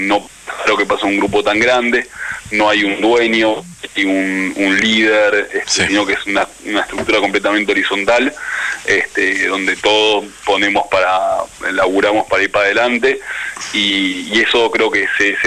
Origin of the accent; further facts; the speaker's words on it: Argentina; porque somos todos argentinos, porque nos criamos acá